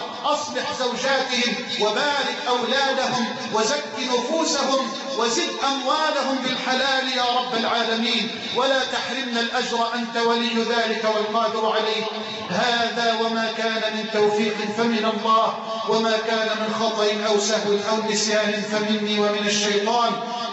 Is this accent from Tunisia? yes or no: no; Egypt; اللهم اجعل بلدنا مصر أمنا أمانا